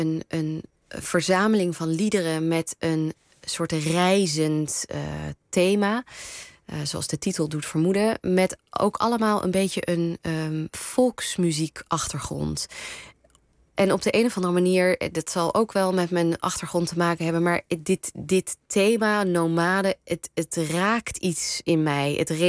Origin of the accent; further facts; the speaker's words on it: Netherlands; Ik ben met familie om me heen, Iraans familie in Nederland, opgegroeid.